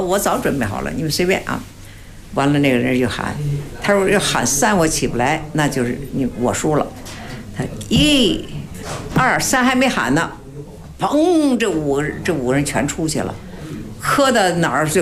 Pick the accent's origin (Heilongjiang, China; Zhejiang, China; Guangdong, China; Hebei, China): Hebei, China; Baoding; 因为我们是保定人嘛，也得算属于保定府管。